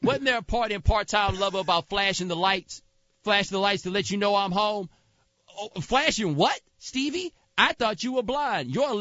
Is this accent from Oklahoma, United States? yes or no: no; Texas, United States; Look, I'm from Texas, bruh. I'm just telling you this right now.